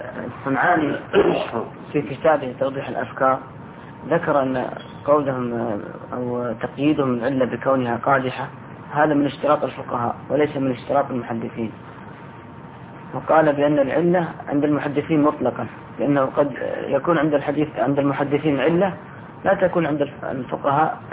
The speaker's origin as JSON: {"language": "Arabic", "country": "Sudan", "said": "يعني سمعنا عنه كثير يعني عندنا في السودان هناك"}